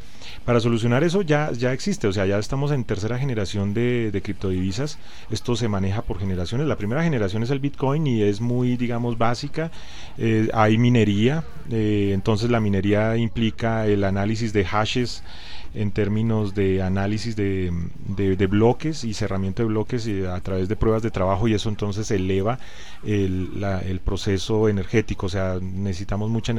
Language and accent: Spanish; Colombia; lamento decirlo, yo soy colombiano, pero allá consumimos la gasolina de Venezuela a precios muy bajos